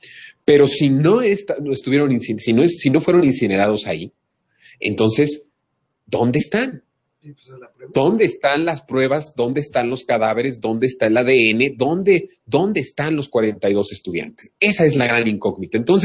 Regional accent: Mexico; como ciudadanos, como mexicanos, con nuestra propia identidad entre nosotros mismos

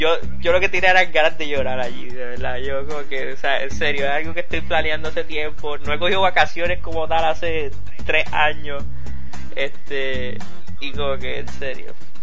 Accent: Puerto Rico; yo estaba aquí en Puerto Rico y yo vengo de Puerto Rico.

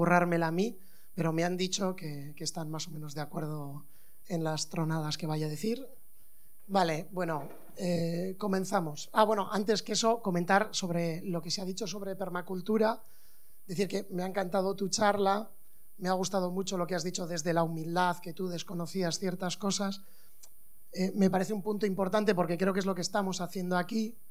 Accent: Basque Country, Spain; porque soy de Euskal Herria

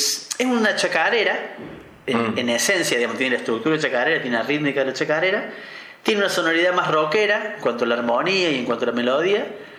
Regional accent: Córdoba, Argentina; Yo no seré muy futbolero que digamos, pero soy de Alberdi

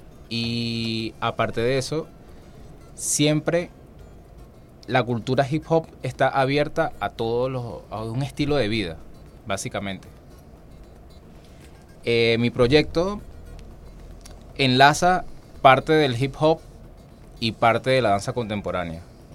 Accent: Valencia, Carabobo, Venezuela; De Valencia.

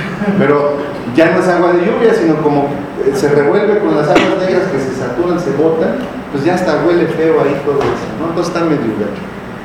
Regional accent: Tecámac, State of Mexico, Mexico; Nosotros venimos de Tecama, ya les dije que en esos tiempos cuando existían los lagos era un pueblo de pescadores, era un pueblo ribereño

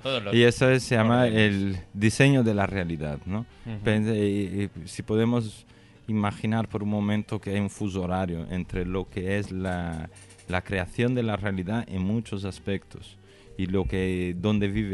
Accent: São Paulo, Brazil; No nací en Sao Paulo. Ah. Pero viví casi toda mi vida en Sao Paulo.

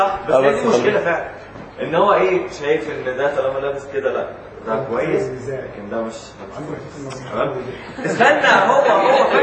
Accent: Egypt; وده الاختلاف الاساسي بيننا كمصريين وبين اي دولة او شعب تاني في التفكير

